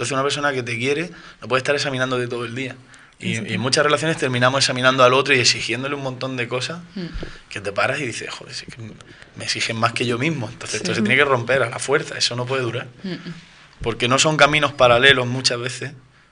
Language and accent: Spanish; Almería, Andalusia, Spain; Yo soy de Almería, nací en Almería, toda mi familia es de Almería y nada, allí sigo viviendo allí.